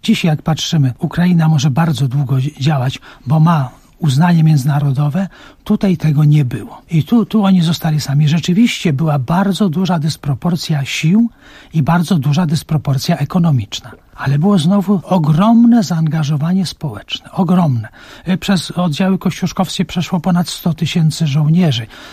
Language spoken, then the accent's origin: Polish; Maciejowice, Masovian Voivodeship, Poland; To się bierze z tego, że ja pochodzę w ogóle z Maciejowic.